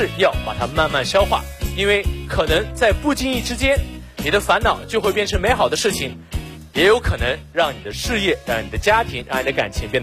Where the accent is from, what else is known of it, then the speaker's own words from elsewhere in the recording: Xinjiang, China; 我不是老外，我来自新疆，我是维吾尔族啊，就是和那个迪丽热巴特别火的民族。